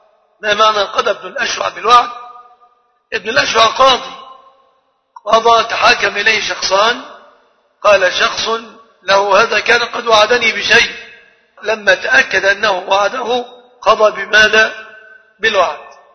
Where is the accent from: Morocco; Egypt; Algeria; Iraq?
Egypt; عندنا في مصر اصطلاح خاطئ بعض الشيء